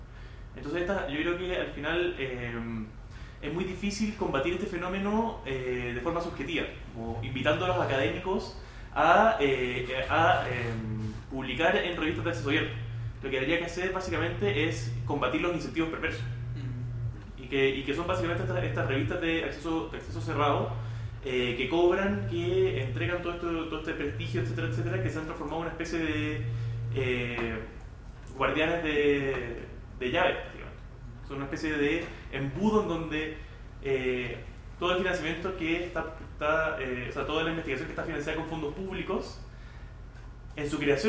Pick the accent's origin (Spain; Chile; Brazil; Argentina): Chile; Hola, nosotros somos de Chile.